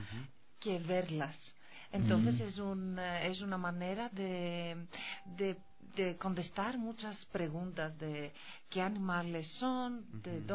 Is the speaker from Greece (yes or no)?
yes; Greece; Spanish is a second language; Mi motivación, en primer lugar, es mi amor por el mar, el océano y el medio ambiente. Es que vengo de Grecia, entonces.